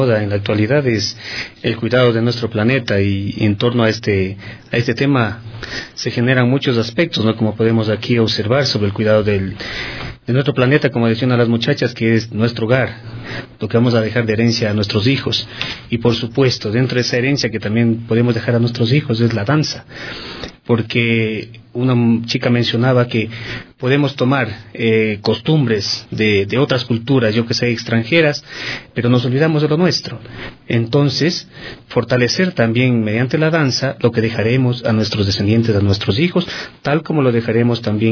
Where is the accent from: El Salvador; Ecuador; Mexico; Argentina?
Ecuador; de conocer nuevas danzas que uno como ecuatoriano incluso muchas veces no las conocía